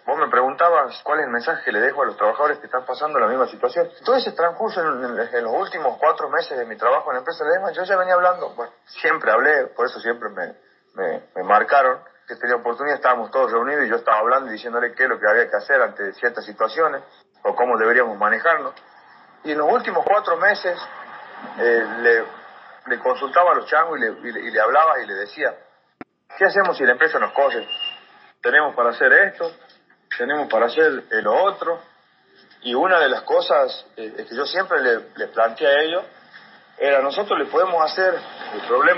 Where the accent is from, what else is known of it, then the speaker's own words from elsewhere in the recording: El Talar, Jujuy, Argentina; Soy el que más permanece acá porque yo soy del Talar, un pueblito que está a 65 kilómetros.